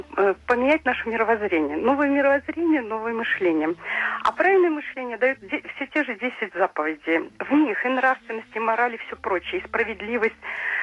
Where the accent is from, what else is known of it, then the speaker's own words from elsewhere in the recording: Krasnodar Krai, Russia; Мы с Кубани.